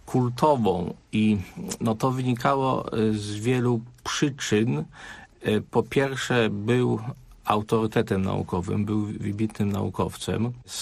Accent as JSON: {"language": "Polish", "town": "Kalisz", "region": "Greater Poland Voivodeship", "country": "Poland", "said": "pochodzę z Kalisza i w okresie rewolucji Solidarności byłem uczniem szkoły średniej, konkretnie liceum ekonomicznego."}